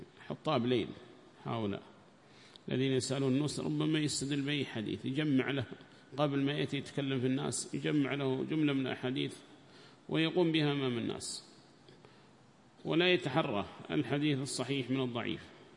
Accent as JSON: {"language": "Arabic", "country": "Yemen", "said": "وهكذا عندنا في اليمن"}